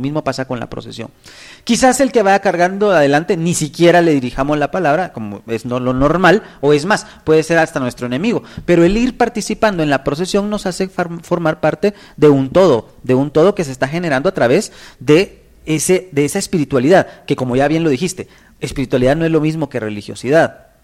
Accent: Guatemala; compartimos en este caso una cuestión que nos identifica como guatemaltecos

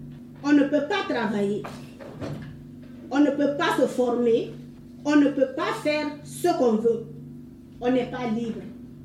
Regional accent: Guinea; je suis de la Guinée-Conakry.

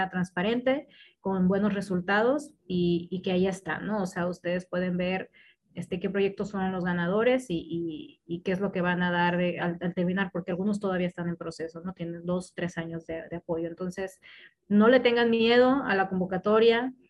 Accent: Sonora, Mexico; no estamos enojadas, somos de Sonora.

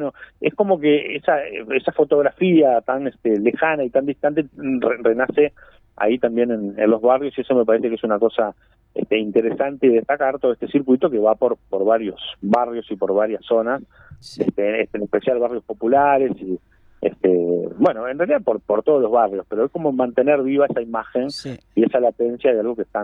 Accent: Colón, Montevideo, Uruguay; Bueno, es mi barrio, entonces acá en las, bueno, yo soy de Colón.

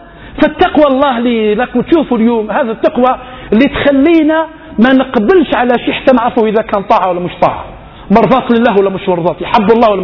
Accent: Algeria; احنا فشات مش غير عندنا بالجزائر

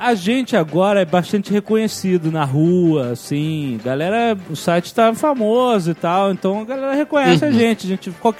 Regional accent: Rio de Janeiro, Brazil; eu sou do Rio, então sabe. Eu posso falar.

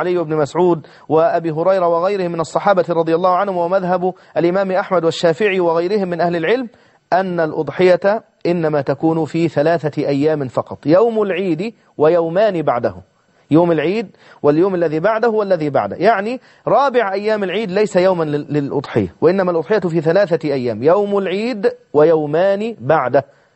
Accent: Egypt; معروف عندنا في مصر نقول عنه الخروف

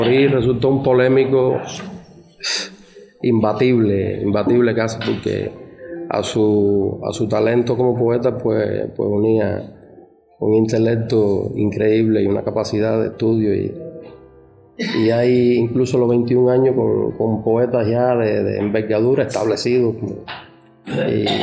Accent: Cuba; born there; todos los improvisadores que nacimos en Cuba

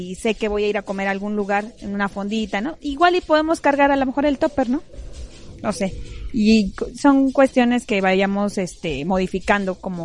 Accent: Mexico; Sabemos que en cualquier momento, como mexicanos, andamos comprando todo

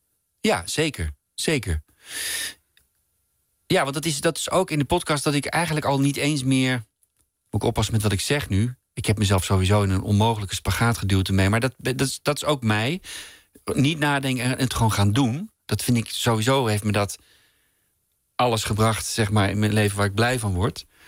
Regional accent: Hilversum, North Holland, Netherlands; Nee, mijn jeugd hier in Hilversum, niet ver hier vandaan waar wij woonden...

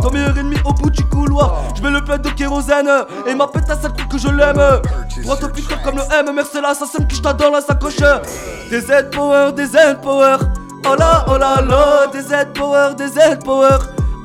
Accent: Algeria; c'est dédicace à mon pays d'origine, l'Algérie.

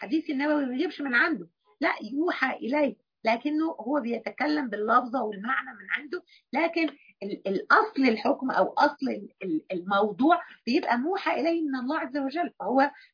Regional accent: Egypt; يعني أنا قصدي حرام بتاعتنا احنا كمصريين اللي هي اخص عليك ما يصحش

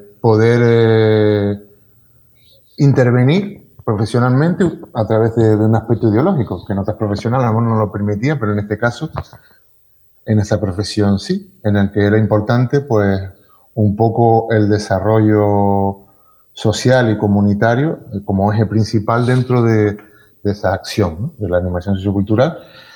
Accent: Valle San Lorenzo, Canary Islands, Spain; recuerdo en el sur, en la zona que donde nos criamos fue en Valle San Lorenzo.

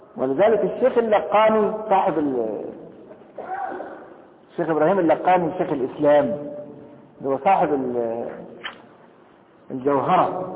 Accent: Egypt; لكن انا دلوقتي مصري

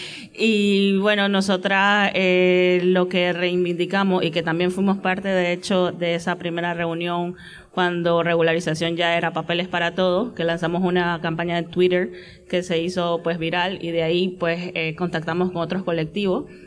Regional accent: Nicaragua; now in Bilbao, Spain; yo soy de Nicaragua

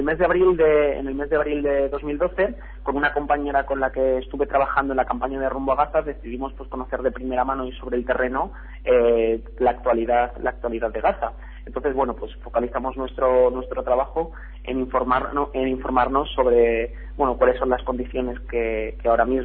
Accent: Spain; ahora mismo nos encontramos tres personas que procedemos del Estado español

